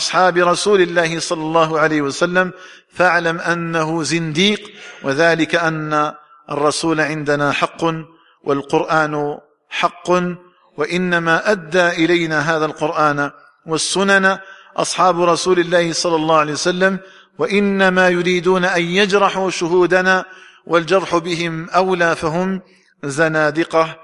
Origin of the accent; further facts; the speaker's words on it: Algeria; فنسأل الله تعالى أن يجعل بلدنا الجزائر آمنا مطمئنا